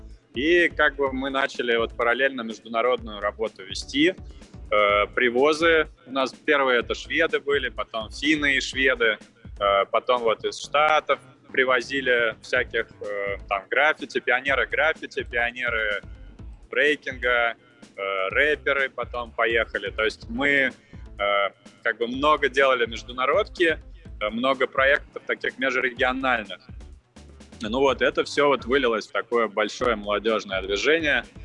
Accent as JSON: {"language": "Russian", "region": "Moscow Oblast", "country": "Russia", "tie": "born or raised there", "lives_now": "Moscow, Russia", "said": "Я родом из Подмосковья, из ближайшего, сам сейчас в Москве базируюсь"}